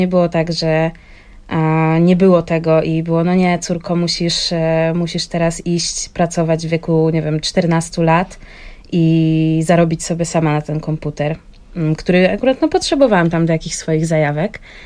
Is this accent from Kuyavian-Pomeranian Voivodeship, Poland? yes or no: no; Wrocław, Lower Silesian Voivodeship, Poland; to nie była druga strona Polski, bo jestem z Wrocławia, więc woziła mnie do Katowic